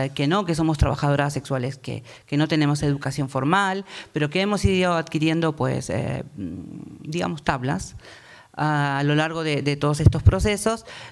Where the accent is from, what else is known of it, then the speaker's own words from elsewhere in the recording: Argentina; now in Spain; yo tengo doble nacionalidad, soy argentina, española. Ahora migro como española a Europa porque hay más dinero. ¿Qué voy a hacer aquí? En un tiempo migré de Argentina para aquí porque había más dinero aquí.